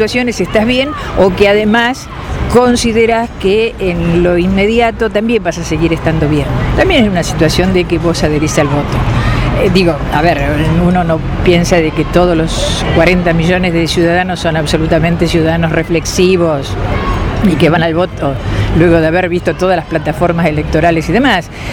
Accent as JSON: {"language": "Spanish", "town": "Tandil", "region": "Buenos Aires Province", "country": "Argentina", "said": "soy de Tandil"}